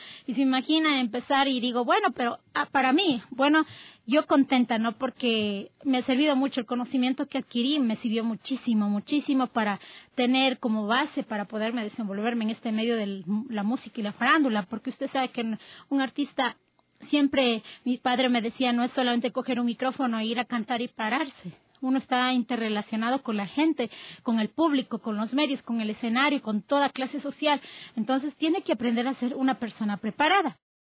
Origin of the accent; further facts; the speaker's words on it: Quito, Pichincha, Ecuador; yo soy de acá de Quito, soy capitalina